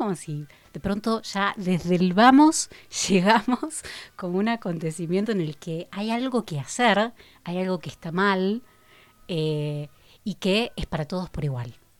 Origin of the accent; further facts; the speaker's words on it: Rosario, Santa Fe, Argentina; Sí, me formé en Rosario, que es mi ciudad natal, hablando de nacimientos.